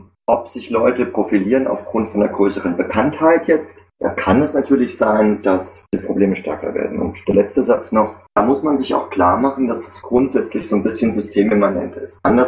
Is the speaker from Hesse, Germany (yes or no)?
yes; Frankfurt, Hesse, Germany; Ich bin aus Frankfurt.